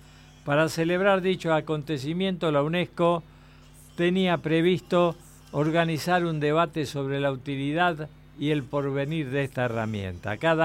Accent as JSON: {"language": "Spanish", "country": "Argentina", "said": "Y somos complicados los argentinos. No nos ponemos de acuerdo con nosotros mismos."}